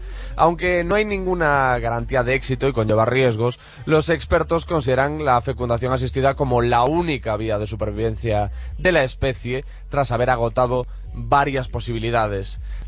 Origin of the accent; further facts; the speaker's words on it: Galicia, Spain; trasladándonos a mi tierra, a Costa da Morte, en Galicia